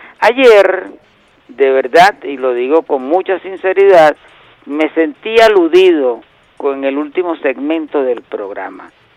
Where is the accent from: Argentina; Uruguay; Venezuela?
Venezuela; somos una vez venezolanos, dos veces venezolanos, tres veces venezolanos, y si queda algo, somos venezolanos